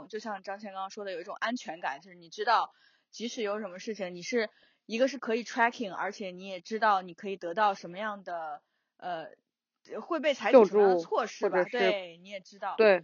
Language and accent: Chinese; China; 我自己作为一个中国人，可能就是有的时候我们不是很好意思问的那么清楚